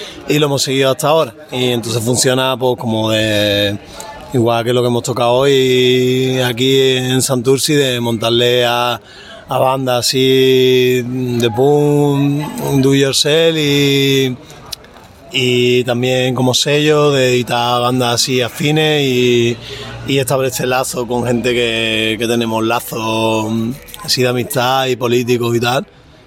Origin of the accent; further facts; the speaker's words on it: Seville, Andalusia, Spain; nosotros somos de Sevilla